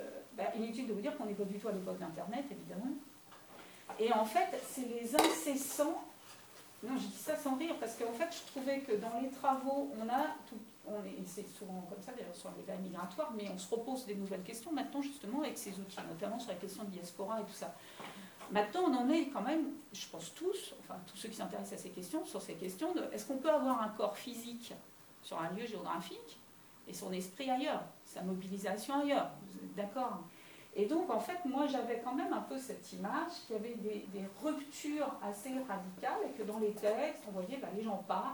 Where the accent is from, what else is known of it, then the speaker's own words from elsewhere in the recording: Paris, Île-de-France, France; born there; Or, il se trouve que je suis née en avance, donc je suis née à Paris.